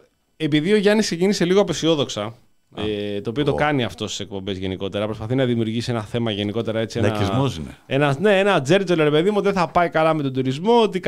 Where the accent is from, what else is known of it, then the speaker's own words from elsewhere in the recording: Athens, Attica, Greece; Είμαστε Αθηναίοι, γκάγκαροι, Αθηνέζοι γκάγκαροι, γέννημα θρέμα εδώ πέρα στην Αθήνα.